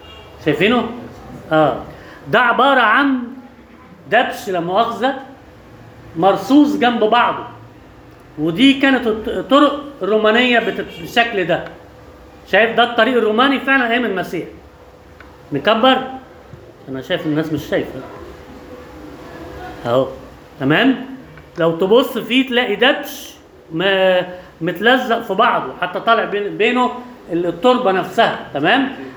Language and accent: Arabic; Alexandria, Alexandria Governorate, Egypt; عندنا في اسكندرية المناطق القديمة